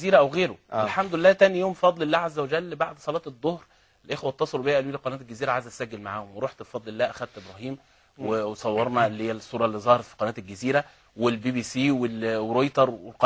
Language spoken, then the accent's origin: Arabic; Alexandria, Alexandria Governorate, Egypt; الفراعنة عندنا في اسكندرية